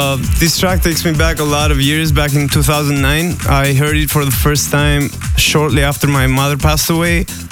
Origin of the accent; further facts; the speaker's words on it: Greece; now in Los Angeles, United States; Yeah, I live in LA, but I come from Greece.